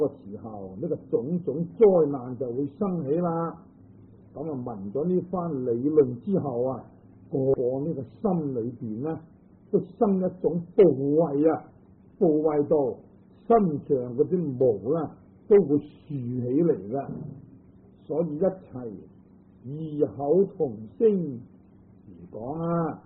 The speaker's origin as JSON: {"language": "Chinese", "region": "Guangdong", "country": "China", "said": "即是我们广东人说的弟弟啊"}